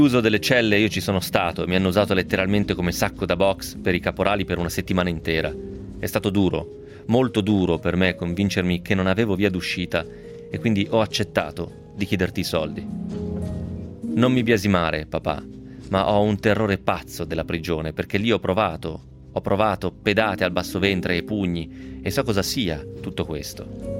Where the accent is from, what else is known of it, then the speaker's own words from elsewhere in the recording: Novara, Piedmont, Italy; tant'è sono di Novara, altrimenti l'avrei pronunciato magari un pochettino meglio. Comunque anche il novarese mi viene male, giusto per dire.